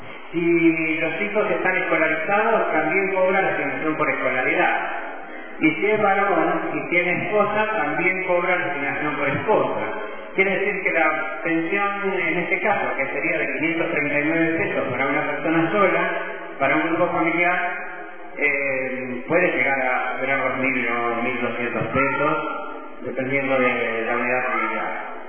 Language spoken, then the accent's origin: Spanish; Junín, Buenos Aires Province, Argentina; also born or lived in Spain; yo soy de Junín.